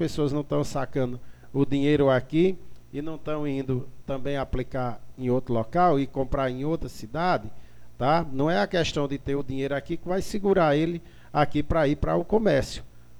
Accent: Salitre, Ceará, Brazil; mas gastar eu vou gastar lá em Salitre, entendeu? Eu vou gastar lá na minha terra

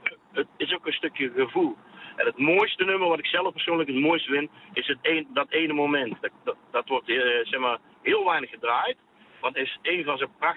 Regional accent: North Brabant, Netherlands; Ik kom uit Brabant en Amsterdam is een mooie stad.

